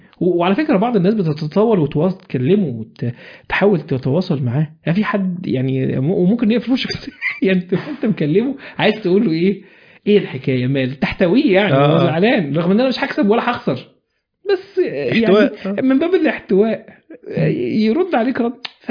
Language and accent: Arabic; Egypt; بس عندنا في مصر كده